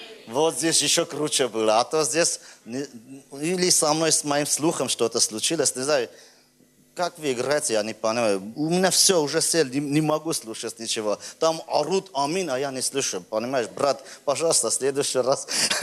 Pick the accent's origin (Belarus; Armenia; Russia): Armenia; Знаешь, я армянин.